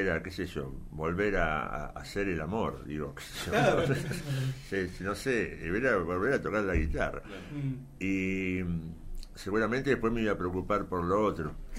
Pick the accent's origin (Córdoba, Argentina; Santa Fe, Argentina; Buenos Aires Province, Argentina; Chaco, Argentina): Buenos Aires Province, Argentina; Ciudad Evita; yo soy de Ciudad Evita, por ejemplo, sí. oriundo